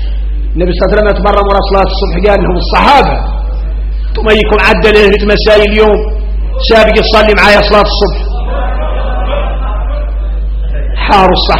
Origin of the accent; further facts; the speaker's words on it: Mauritania; احنا اليوم موريتاني